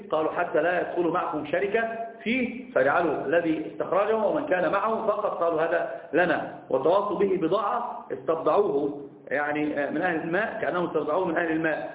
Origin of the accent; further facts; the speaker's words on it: Egypt; أنا عندنا في مصر يقولون في المثل اللي ما يعرفك إيش جاك